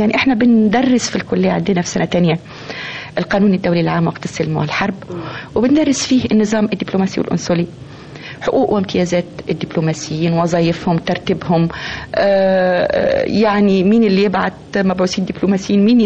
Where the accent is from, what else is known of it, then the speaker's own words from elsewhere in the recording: Egypt; إن إحنا العيب مش فينا كمصريين، ومش العيب مش في المصري كمصري أو في المصرية كمصرية